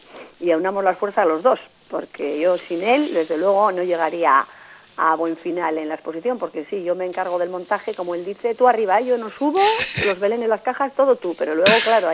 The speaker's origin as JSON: {"language": "Spanish", "town": "Artziniega", "region": "Basque Country", "country": "Spain", "said": "hacer homenaje a mi pueblo, que es Archiniega."}